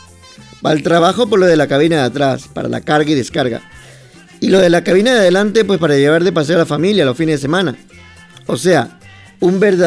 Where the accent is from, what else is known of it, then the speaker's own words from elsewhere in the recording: Ecuador; ahora que he vuelto, pues da gusto ver por las carreteras de mi patria chica, que es así como yo llamo a mi Ecuador